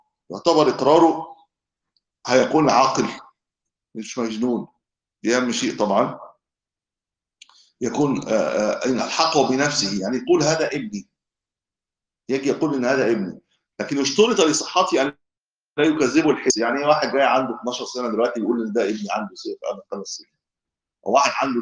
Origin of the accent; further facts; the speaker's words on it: Egypt; من أهل الإسلام عندنا في مصر